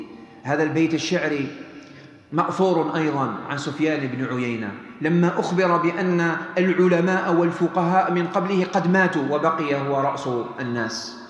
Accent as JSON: {"language": "Arabic", "country": "Algeria", "said": "كم من قناة فضائية اليوم هنا عندنا في الجزائر"}